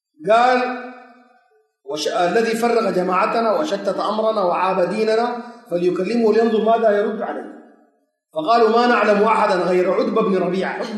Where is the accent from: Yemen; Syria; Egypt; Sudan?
Sudan; زي سين عندنا في السودان